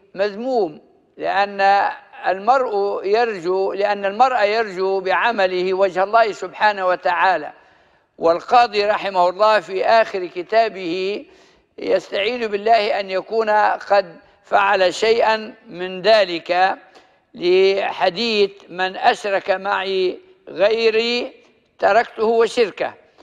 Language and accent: Arabic; Libya; accent: Libyan; والتكريع في الماء معلوم في لهجتنا الليبية